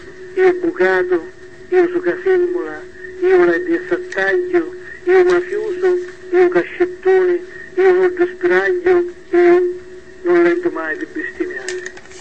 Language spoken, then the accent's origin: Italian; Sicily, Italy; mi ritengo di essere un siciliano, di essere testimone del mio tempo, di dare al mio dialetto una valenza nuova